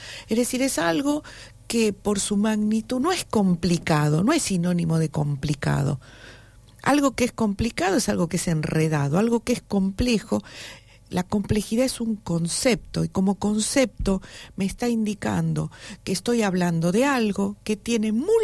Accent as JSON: {"language": "Spanish", "region": "Buenos Aires", "country": "Argentina", "said": "Para la gente de allá, nos dicen los porteños, y somos los porteños."}